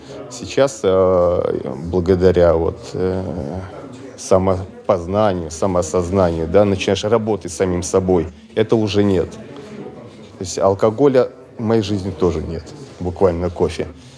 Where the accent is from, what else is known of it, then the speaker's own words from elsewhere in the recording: Moscow, Russia; Я из Москвы.